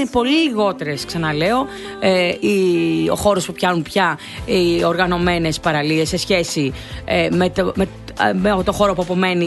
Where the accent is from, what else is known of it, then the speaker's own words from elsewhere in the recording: Western Greece, Greece; το χωριό μου, που είναι ένα μικρό χωριό έξω από την Αμαλιάδα, στο νομό Ηλίας